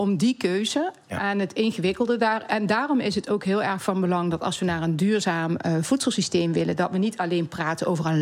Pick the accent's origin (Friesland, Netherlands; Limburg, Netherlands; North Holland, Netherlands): Limburg, Netherlands; Ik kom uit Zuid-Limburg, dus ik ken een beetje het platteland.